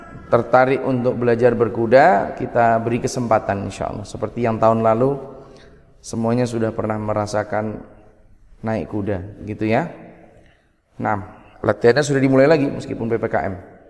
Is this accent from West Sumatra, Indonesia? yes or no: no; Yogyakarta, Special Region of Yogyakarta, Indonesia; Saya asli Jogja. Lahir di kota, anak kota ya. Kemudian orang tua dua-duanya juga dari Jogja, satu dari kampung, satu dari kota sini.